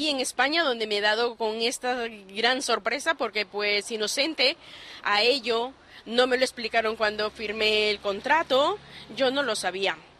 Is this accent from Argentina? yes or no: no; Peru; now in Spain